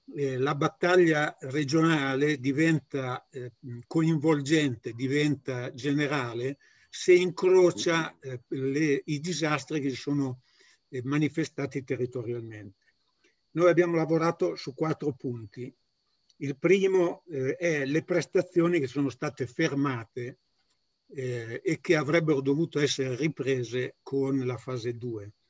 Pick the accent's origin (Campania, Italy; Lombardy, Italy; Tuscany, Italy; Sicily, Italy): Lombardy, Italy; Codogno; Io sono di Codogno